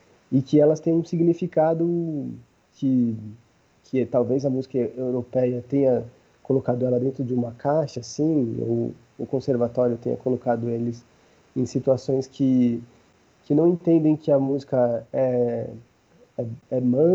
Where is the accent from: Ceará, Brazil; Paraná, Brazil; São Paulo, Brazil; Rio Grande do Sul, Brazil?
São Paulo, Brazil; sendo paulista, sendo de região periférica